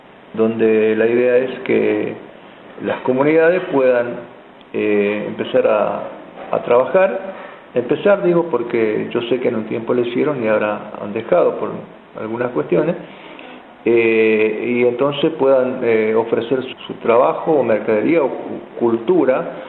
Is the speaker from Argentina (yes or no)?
yes; San Javier, Santa Fe, Argentina; born there; Yo soy nacido en San Javier y estoy trabajando en un departamento vecino, que es el departamento Garay.